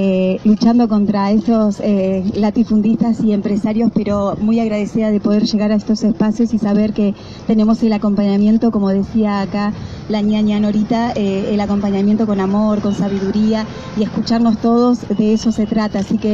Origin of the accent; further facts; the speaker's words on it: Cuesta del Ternero, Río Negro, Argentina; recién soy de ahí, de Kenkentreu, de la Cuesta del Ternero, de ese territorio de Mallina Ahogado